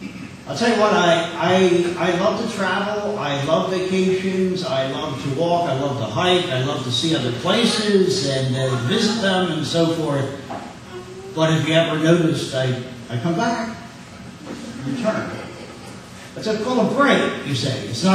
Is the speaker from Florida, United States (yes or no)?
no; Philadelphia, Pennsylvania, United States; I want to say, I come from Philadelphia.